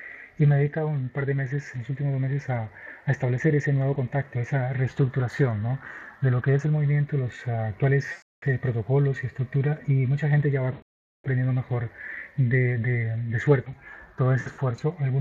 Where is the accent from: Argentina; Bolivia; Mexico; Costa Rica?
Costa Rica; Alajuela; Alajuela, que es donde mi ciudad natal